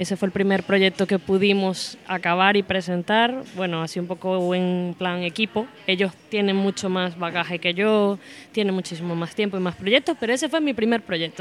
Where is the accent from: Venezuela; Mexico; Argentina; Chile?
Venezuela; now in Spain; De Venezuela.